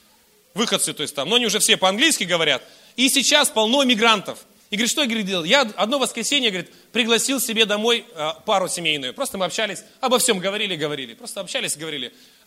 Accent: Irkutsk, Irkutsk Oblast, Russia; Я рос в Иркутске, на окраине Иркутска, частный сектор. Мы все родственники жили, 4 семьи рядом.

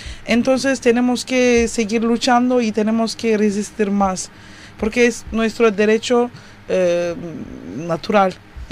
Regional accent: Turkey; porque también vivimos en Turquía, somos turcos

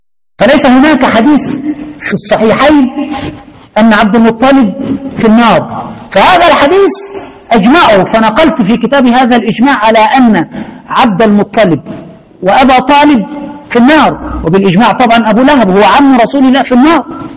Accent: Egypt; زي ما زمان في عندنا في مصر في واحد اسمه الفتوة

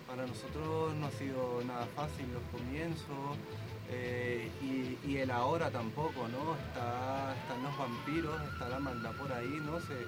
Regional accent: Venezuela; now in Spain; yo soy de Venezuela, tengo 13 años en España

